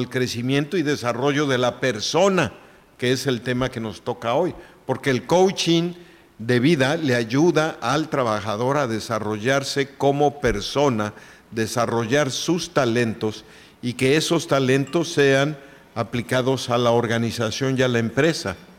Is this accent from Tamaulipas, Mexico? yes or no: no; Oaxaca, Mexico; pues sí, pues soy oaxaqueño